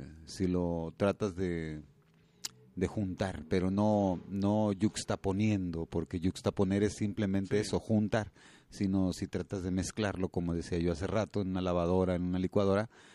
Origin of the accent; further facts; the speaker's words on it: Mexico; Todo eso que nos también, define también como mexicanos, ¿verdad?